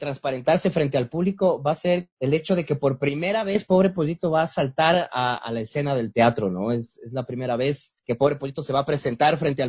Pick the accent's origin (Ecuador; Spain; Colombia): Ecuador; como somos los ecuatorianos